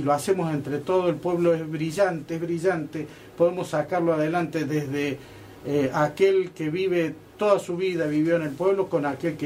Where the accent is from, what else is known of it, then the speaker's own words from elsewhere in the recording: Calchín Oeste, Córdoba, Argentina; now in Córdoba, Argentina; de Calchín Oeste me vine a la ciudad de Córdoba y luego hice una carrera.